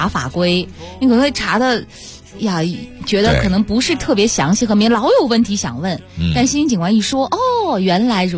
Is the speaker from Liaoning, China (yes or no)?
no; Guangxi, China; born there; 我就生在那儿。